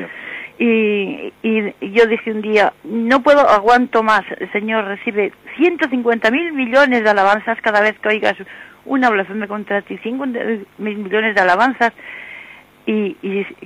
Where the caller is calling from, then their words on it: Santander, Cantabria, Spain; de Santander.